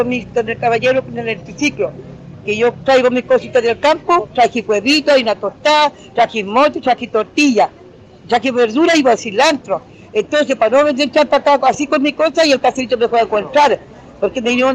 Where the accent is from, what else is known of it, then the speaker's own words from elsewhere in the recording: Temuco, Araucanía, Chile; Y yo sé que este mi pueblo, Temuco de región, nosotros somos mapuche. Yo tengo mis derechos como mapuche, tengo mi ley como mapuche. Yo llevo 80 años, más de 70, 70 más, llevo 80 años ya.